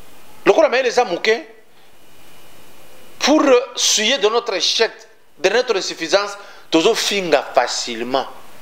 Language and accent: French; Katanga, DR Congo; Chez moi au Katanga